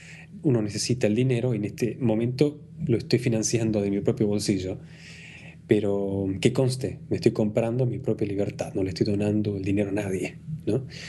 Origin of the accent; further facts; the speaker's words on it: Argentina; Yo soy argentino, sí.